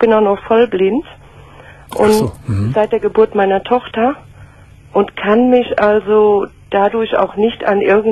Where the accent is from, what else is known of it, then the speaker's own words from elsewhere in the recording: Rhineland-Palatinate, Germany; In der Pfalz.